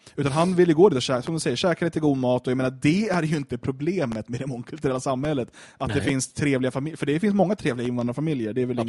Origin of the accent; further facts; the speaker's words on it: Skogås, Stockholm County, Sweden; Jag minns från när jag växte upp i Skogås